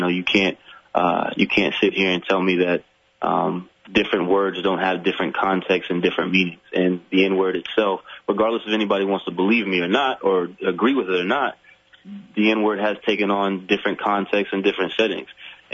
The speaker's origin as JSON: {"language": "English", "region": "Florida", "country": "United States", "tie": "born or raised there", "said": "I grew up in Florida, near Alabama. The part of Florida where I live, they called it Southern Alabama."}